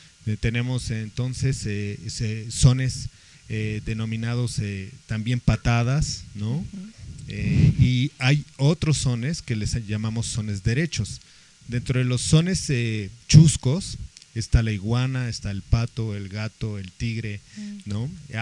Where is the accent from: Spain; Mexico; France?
Mexico; Mexico City; yo soy originario del Distrito Federal y mis padres son poblanos, también de la región mixteca